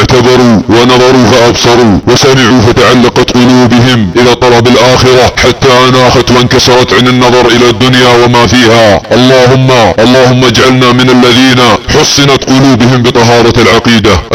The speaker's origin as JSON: {"language": "Arabic", "country": "Saudi Arabia", "said": "بلادنا السعودية وعلى مجتمعنا السعودي. مجتمعنا السعودي خط احمر، مجتمع سني مسلم موحد"}